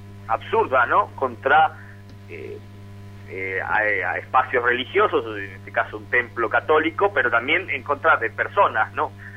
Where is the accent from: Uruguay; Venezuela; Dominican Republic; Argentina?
Argentina; moved away as an adult; also born or lived in Mexico; now in Rome, Italy; yo soy argentino, pero bueno, a los 18 años en el 97 salí, viajé a México para estudiar Ciencias de la Comunicación y dedicarme al periodismo, y desde hace casi 7 años vivo aquí en Roma.